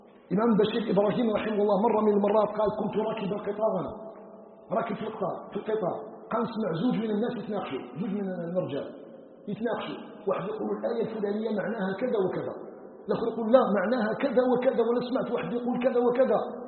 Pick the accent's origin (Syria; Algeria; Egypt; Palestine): Algeria; أن يجعل بلدنا الجزائر بلدا آمنا مطمئنا